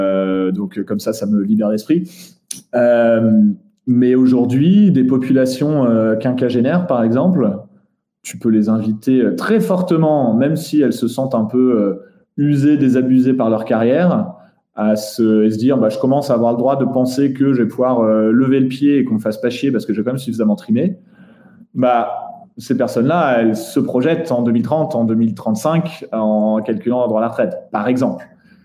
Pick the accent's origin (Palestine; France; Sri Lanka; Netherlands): Netherlands; Moi, j'ai grandi aux Pays-Bas.